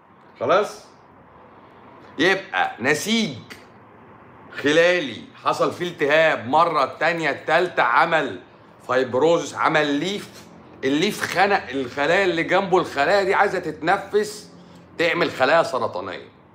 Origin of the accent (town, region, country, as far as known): Syria